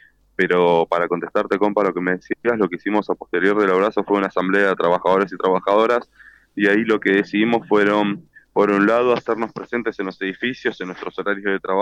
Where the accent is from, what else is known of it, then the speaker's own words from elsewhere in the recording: Buenos Aires, Argentina; Yo soy de Buenos Aires